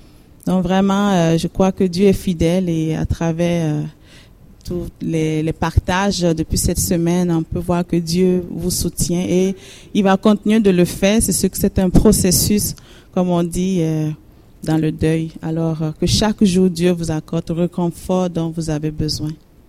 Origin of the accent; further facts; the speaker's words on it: Benin; je viens du Bénin, du nord du Bénin, et je viens d'une grande famille de 12 enfants, 11e de la famille.